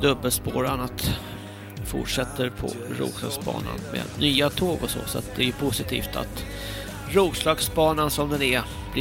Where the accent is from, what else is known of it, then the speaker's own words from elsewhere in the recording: Stockholm, Stockholm County, Sweden; Jag kommer från Stockholm